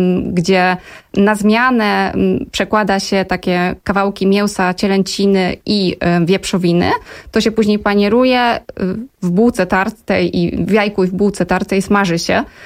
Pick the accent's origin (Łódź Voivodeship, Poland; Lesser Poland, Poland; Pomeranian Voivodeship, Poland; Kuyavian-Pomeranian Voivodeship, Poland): Lesser Poland, Poland; Kraków; U nas w Krakowie zostały obwarzanki